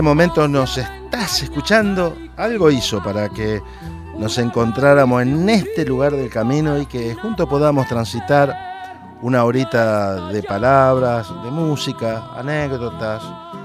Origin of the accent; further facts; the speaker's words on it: Argentina; me hizo reflexionar sobre el hecho de que en mi país apareció el cuerpo sin vida